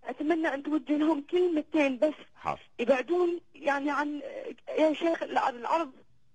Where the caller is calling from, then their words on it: Syria; أكلمك يا شيخ أنا من سوريا.